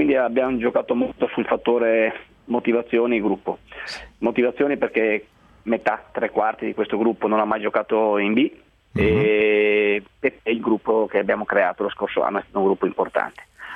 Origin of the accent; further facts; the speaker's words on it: Montebelluna, Veneto, Italy; now in Udine, Italy; sono di Montebelluna, provincia di Treviso, Veneto, e però adesso sono stabilizzato lì a Udine, quando ho fatto calciatore mi sono sposato lì